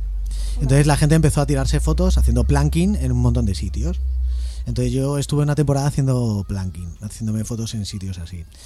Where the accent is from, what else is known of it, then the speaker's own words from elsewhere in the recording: Móstoles, Community of Madrid, Spain; Aunque somos de Móstoles, coño.